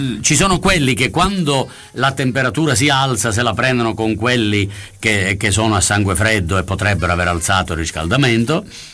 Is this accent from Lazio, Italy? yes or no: no; Sicily, Italy; io sono siciliano e potrei diventare un capro espiatorio per il fatto stesso che sono siciliano.